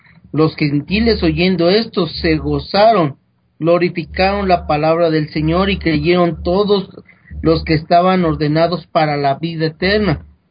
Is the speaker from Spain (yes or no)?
no; Mexico; de más de 6,000 religiones que existen aquí en mi país, bueno, que tú también eres de acá de México